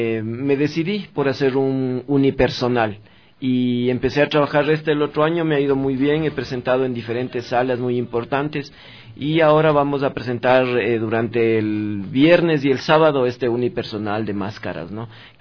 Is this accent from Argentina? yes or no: no; Quito, Pichincha, Ecuador; Yo soy quiteño, yo nací en San Roque, a los pies de Xungoloma, de Yavirac, del Panecillo.